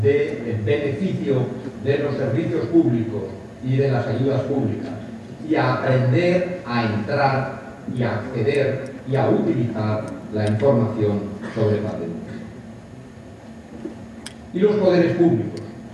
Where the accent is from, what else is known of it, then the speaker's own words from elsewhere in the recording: Valencian Community, Spain; como valenciano, estoy convencido de que hay un futuro fantástico en nuestra comunidad